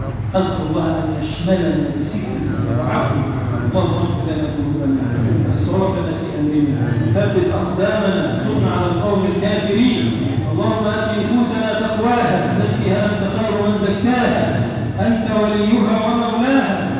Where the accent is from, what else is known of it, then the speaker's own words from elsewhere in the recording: Egypt; اللهم اجعل بلدنا مصر بلدا امنا مطمئنا